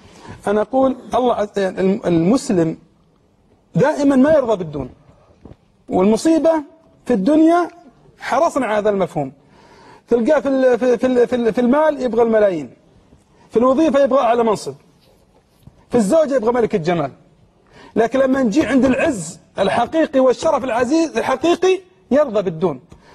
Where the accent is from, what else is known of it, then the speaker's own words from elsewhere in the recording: Saudi Arabia; من الجهود صراحة مباركة عندنا في السعودية